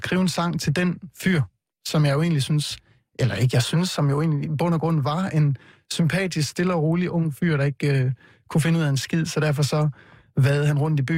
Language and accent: Danish; Vejle, Region of Southern Denmark, Denmark; Jeg kommer jo fra Vejle, hvor jeg voksede op